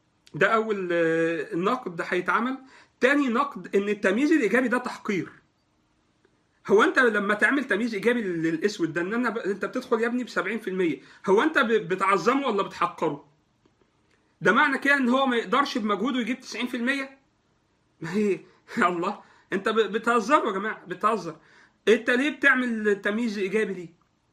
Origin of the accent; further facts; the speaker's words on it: Egypt; الكوتا في مجلس الشعب عندنا في مصر